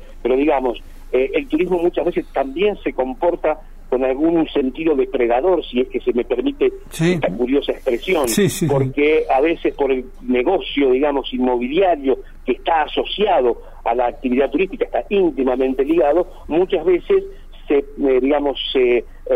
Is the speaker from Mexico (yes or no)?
no; Buenos Aires Province, Argentina; No, yo soy de Buenos Aires.